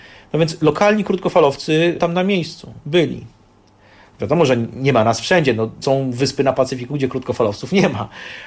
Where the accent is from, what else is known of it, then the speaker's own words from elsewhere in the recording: Warsaw, Masovian Voivodeship, Poland; Jestem z dziada pradziada rodowitym rodakiem warszawskim, tak to powiem. Wychowałem się na Mokotowie